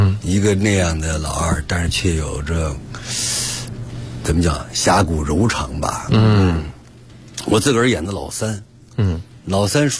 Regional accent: Beijing, China; 我是个北京人，我就是在胡同里长大的。那胡同的一草一木对我来讲再熟悉不过。

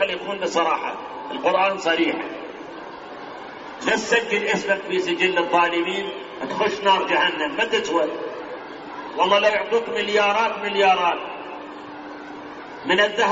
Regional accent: Iraq; هاي الاحزاب الآن كم حزب سياسي عندنا بالعراق؟

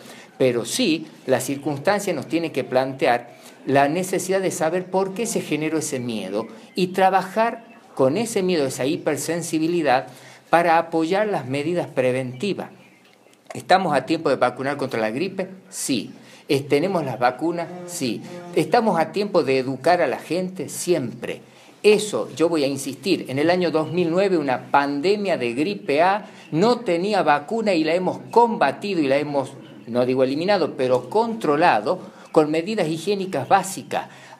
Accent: La Rioja, Argentina; no solamente como riojanos, como ciudadanos

